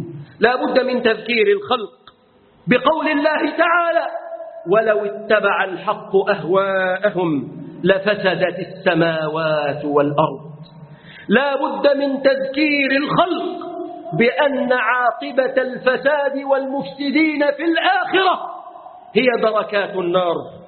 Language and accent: Arabic; Egypt; اللهم احفظ بلادنا مصر.